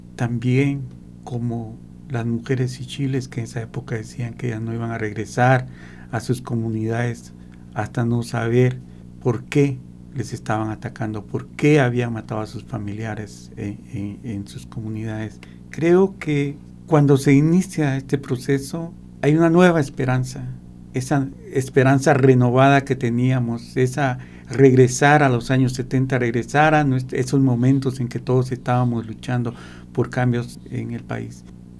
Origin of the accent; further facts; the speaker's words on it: Petén, Guatemala; Yo emigré a Guatemala, a la ciudad capital, a principios de los 70, especialmente para estudiar.